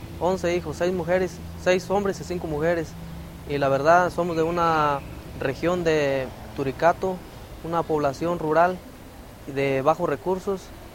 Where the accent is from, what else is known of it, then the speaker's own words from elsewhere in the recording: Tacámbaro, Michoacán, Mexico; Yo soy de Tacámbaro. Tacámbaro queda como 2 horas de Morelia.